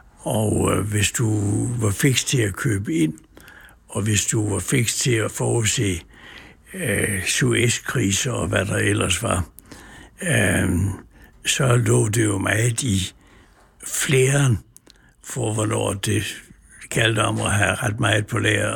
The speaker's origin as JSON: {"language": "Danish", "town": "Vejle", "region": "Region of Southern Denmark", "country": "Denmark", "tie": "born or raised there", "said": "jeg er født i Vejle, vokset op i en forstad, der hedder Mølholm."}